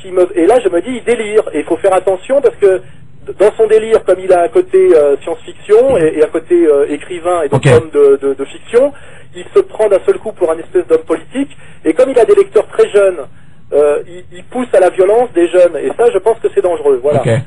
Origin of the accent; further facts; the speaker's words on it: France; moi je suis pas américain, je suis français et je suis un peu gaulliste, gaullien